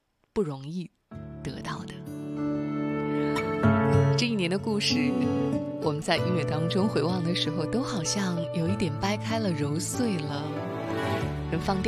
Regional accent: China; 作为一个中国人，其实每当谈起祖国的时候，想心中都是有着很多的感恩和自豪的。

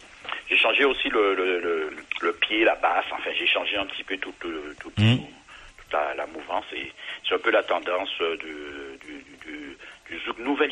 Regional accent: French West Indies, France; comme je suis des Antilles, j'essaie de défendre un petit peu...

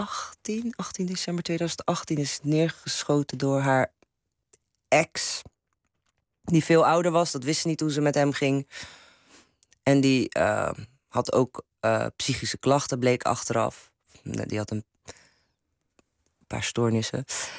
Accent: Turkey; now in Netherlands; maar als Turks meisje kan ik ook wel literatuur bewerken, hoor. En ik kan dat ook spelen.

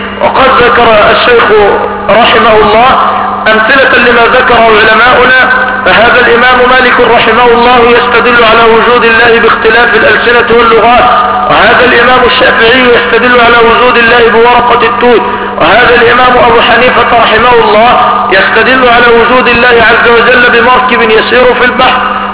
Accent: Egypt; لا عندنا في مصر كم واحد؟ ثلاث.

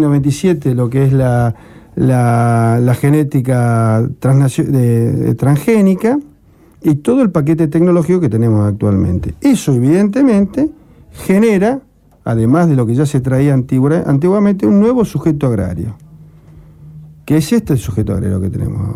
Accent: Rosario, Santa Fe, Argentina; moved away; yo soy hijo de Rosario, hace muchos años que vivo afuera.

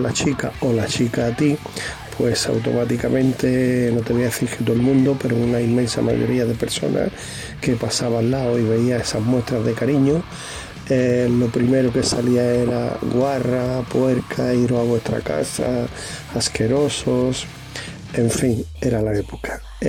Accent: Granada, Andalusia, Spain; now in Málaga, Spain; tengo 66 años, nací en Granada, pero como yo suelo decir, granadino de nacimiento y malagueño de vicio.

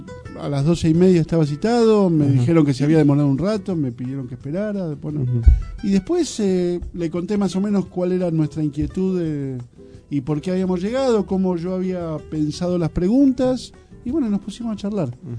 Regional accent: Flores, Buenos Aires, Argentina; Yo soy de Flores, yo estudié

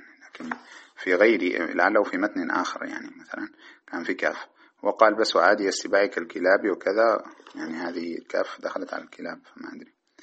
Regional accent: Sudan; ماذا تسمى عندنا في السودان تعرفونها

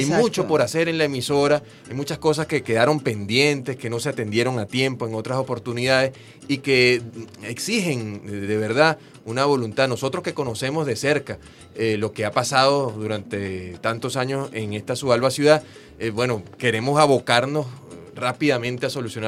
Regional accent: Venezuela; Nosotros somos pueblo venezolano que ama esta tierra de libertadores, de gente justa, de gente honesta

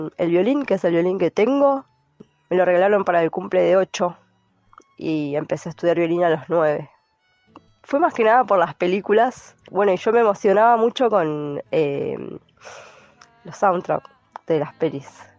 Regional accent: La Plata, Buenos Aires Province, Argentina; Yo soy nacida, criada en La Plata.

